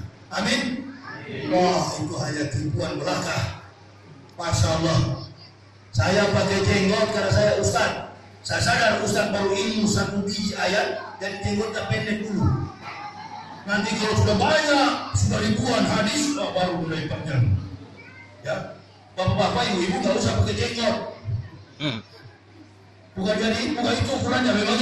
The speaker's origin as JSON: {"language": "Indonesian", "town": "Makassar", "region": "South Sulawesi", "country": "Indonesia", "said": "Maksud saya begitulah kita orang Makassar."}